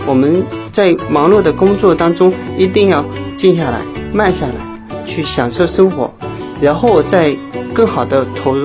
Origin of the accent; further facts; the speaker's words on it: Zhejiang, China; born there; 因为我就出生在茶的产地浙江，自小就是跟茶为伴。